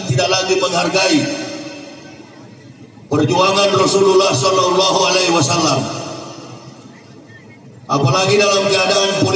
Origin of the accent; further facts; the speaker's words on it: Manado, North Sulawesi, Indonesia; kami orang Manado ini, saya dari suku Manado, Pak, Sulawesi Utara.